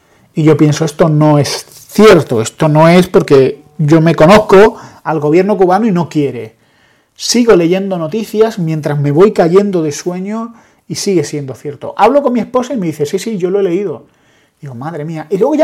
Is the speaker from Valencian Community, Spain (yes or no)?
no; Andalusia, Spain; los andaluces somos cubanos españolizados